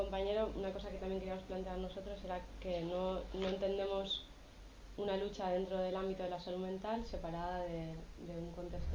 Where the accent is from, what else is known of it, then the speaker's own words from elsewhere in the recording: Granada, Andalusia, Spain; now in Bilbao, Spain; nosotros estamos viviendo en Bilbao, pero venimos de Granada